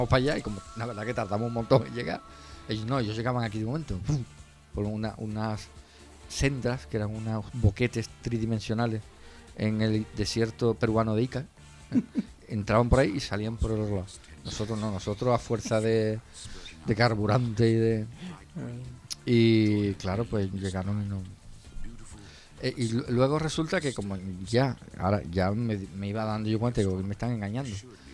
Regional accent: Jerez, Andalusia, Spain; En 1980 tenía yo 15 años. Lo compré en La Escalerilla. Los que soy de Jerez lo sabéis dónde está.

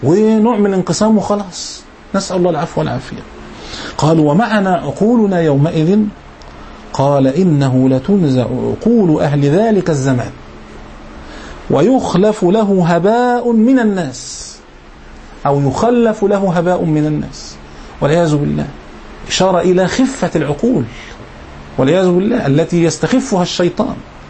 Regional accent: Egypt; أذكر أيام الثورة المشؤومة عندنا في مصر هنا

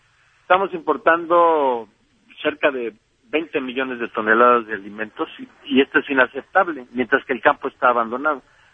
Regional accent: Mexico; hoy los esclavos del sur somos los mexicanos

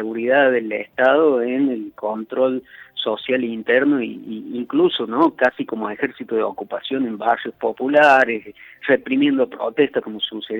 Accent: Córdoba, Argentina; ahí en Cruz del Eje, a pocos kilómetros de donde yo soy oriundo, por otra parte, ¿no? Más allá que en esos años ya hacía tiempo que vivía en Córdoba

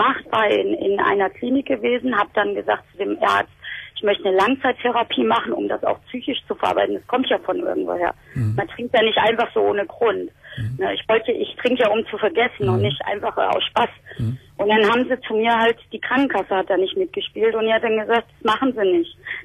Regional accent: Essen, North Rhine-Westphalia, Germany; Also ich komme ja aus Essen

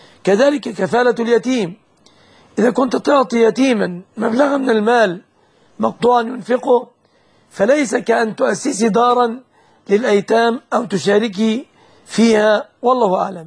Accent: Egypt; الشبكة في بلادنا مصر في الغالب ما لم ينص على خلاف ذلك هي من الصداق.

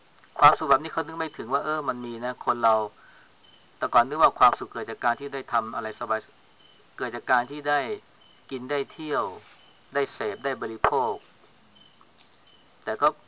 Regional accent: Chaiyaphum, Thailand; พวกเราเป็นคนชัยภูมิเนี่ยเรารู้จักอเมริกาเรารู้เรื่องกรุงเทพ

